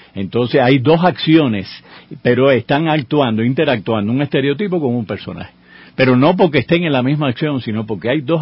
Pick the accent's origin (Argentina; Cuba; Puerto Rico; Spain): Cuba; Yo, que también soy cubano, no sentí esa ausencia.